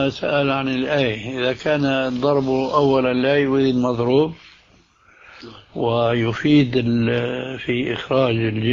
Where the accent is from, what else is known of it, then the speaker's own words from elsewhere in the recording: Damascus, Damascus Governorate, Syria; هذه كانت تستعمل عندنا في دمشق